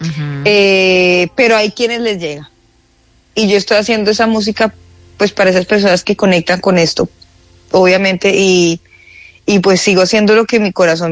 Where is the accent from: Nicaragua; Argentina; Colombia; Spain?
Colombia; Bogotá; que soy lo más bogotano que hay en la vida, más que un ajiaco